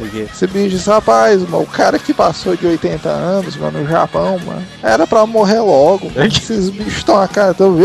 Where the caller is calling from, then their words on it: São Paulo, Brazil; Sou de São Paulo